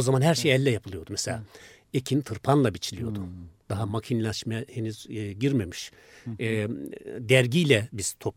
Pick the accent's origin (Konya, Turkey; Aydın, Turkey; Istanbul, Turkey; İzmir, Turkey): Konya, Turkey; Bizim köy tam Konya-Isparta sınırındadır aslında.